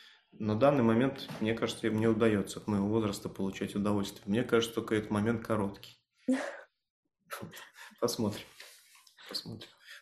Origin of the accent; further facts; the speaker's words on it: Belarus; я из Беларуси, соответственно, партизанские корни, может, так сказываются.